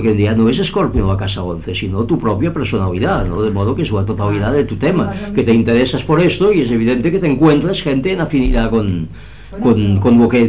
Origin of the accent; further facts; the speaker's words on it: Girona, Catalonia, Spain; José María Gironella, que como sabéis es de mi pueblo, de Gerona